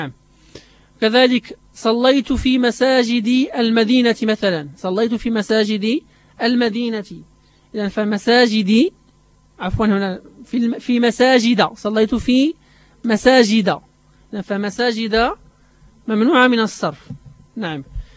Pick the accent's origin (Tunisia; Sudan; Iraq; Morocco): Morocco